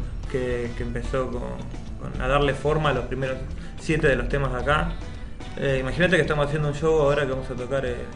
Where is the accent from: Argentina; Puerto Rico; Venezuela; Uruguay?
Argentina; La Plata, Buenos Aires Province; No, yo soy de La Plata, yo soy de zona sur.